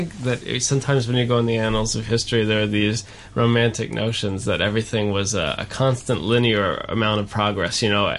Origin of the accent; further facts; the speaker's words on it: United States; And we are all American, so people ask us here